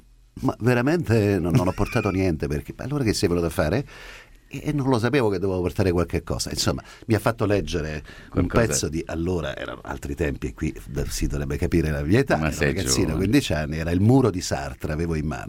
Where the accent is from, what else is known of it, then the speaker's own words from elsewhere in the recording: Genoa, Liguria, Italy; non può essere, se Gemona, vengo da Genova.